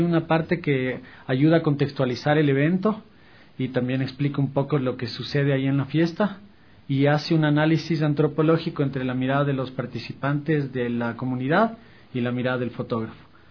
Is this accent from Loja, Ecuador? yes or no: no; Quito, Pichincha, Ecuador; Bueno, soy quiteño.